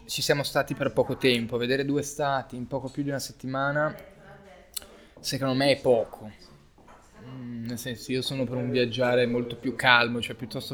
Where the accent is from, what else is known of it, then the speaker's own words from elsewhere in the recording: Milan, Lombardy, Italy; Io sono nato a Milano, ho vissuto a Milano.